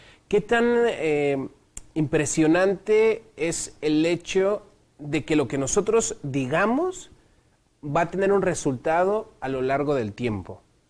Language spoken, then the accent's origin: Spanish; State of Mexico, Mexico; estudio teología y soy del Estado de México.